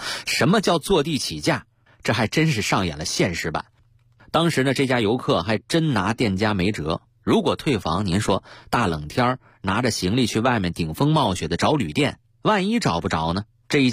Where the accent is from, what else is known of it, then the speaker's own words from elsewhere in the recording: Northeast China, China; 作为一名东北人，我没去过雪乡